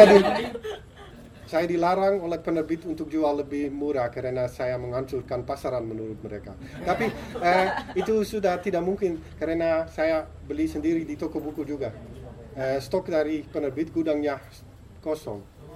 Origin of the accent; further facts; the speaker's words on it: Netherlands; Indonesian is a second language; Kita orang Belanda